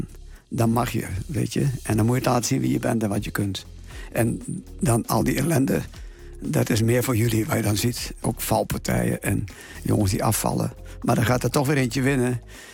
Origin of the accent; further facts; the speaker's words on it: Overijssel, Netherlands; Ja, ongetwijfeld Twente. En het plekje aan het kanaal Almen-Nottum waar ik geboren ben. Ja, dat is toch wel mijn thuis.